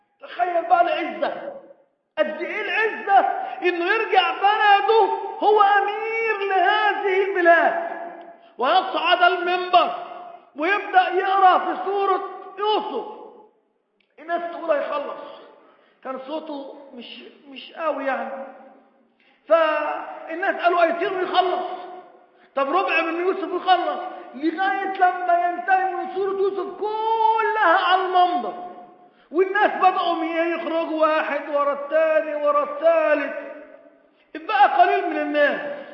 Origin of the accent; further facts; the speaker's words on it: Egypt; بقى أنا من مصر أروح السعودية وفي السعودية بشروني بإن حسن السلوى اتخلع وهدخل بلدي من بعد الثورة